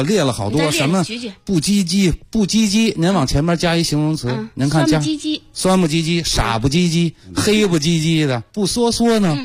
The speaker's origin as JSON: {"language": "Chinese", "region": "Beijing", "country": "China", "said": "就是我们北京人"}